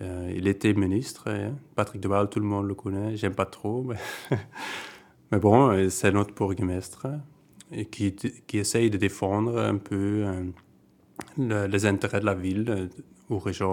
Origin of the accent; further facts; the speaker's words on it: Hasselt, Flanders, Belgium; born there; also born or lived in Liège; now in Tongeren, Belgium; Moi, je suis né à Hasselt, c'est la capitale de la province de Limbourg. C'est à une demi-heure d'ici. Et puis, j'ai habité à Liège, la grande ville de la Wallonie. C'est à 20 minutes ici. Et maintenant, ça fait presque 5 ans que j'habite ici à Tongres.